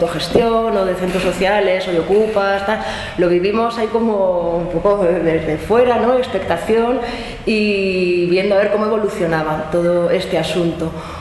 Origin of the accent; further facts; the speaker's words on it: Zaragoza, Aragon, Spain; now in Madrid, Spain; como decía antes Susana, aunque soy de Zaragoza, llevo ya muchos años viviendo en Madrid